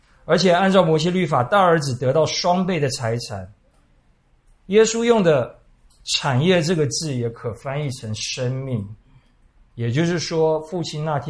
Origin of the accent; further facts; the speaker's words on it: Taiwan; 我们台湾人可能看多了败家子败家女